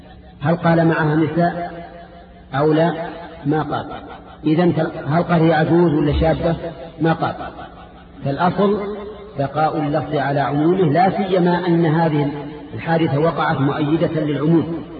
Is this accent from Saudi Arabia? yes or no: yes; Najd, Saudi Arabia; عندنا في نجد يقول فلان الفلان